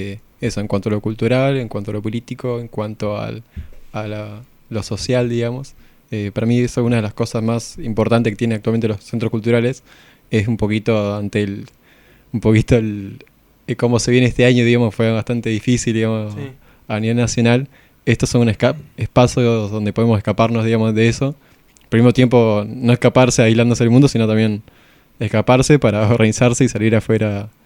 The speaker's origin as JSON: {"language": "Spanish", "town": "Trelew", "region": "Chubut", "country": "Argentina", "said": "Yo también vengo de Trelew, de Chubut, viendo el sur."}